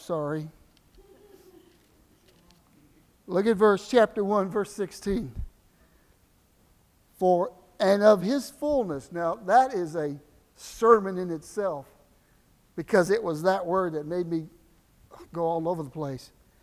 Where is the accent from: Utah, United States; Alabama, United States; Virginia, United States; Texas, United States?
Texas, United States; Galveston; born there; I was born near Galveston, so it's like a wave of grace.